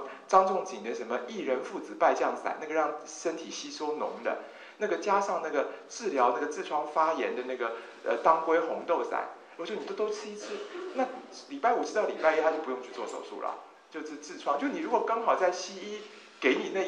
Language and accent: Chinese; China; 我们中国人当然有发明偷吃布啦